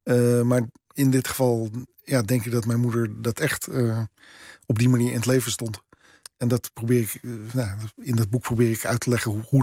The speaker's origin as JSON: {"language": "Dutch", "country": "Netherlands", "said": "Nou ja, ik ben een Nederlander. Ik heb een Nederlands paspoort. Ik ben hier geboren. Maar niet. Ja, niet op dezelfde manier als als zeg maar niet-Joodse witte Nederlanders."}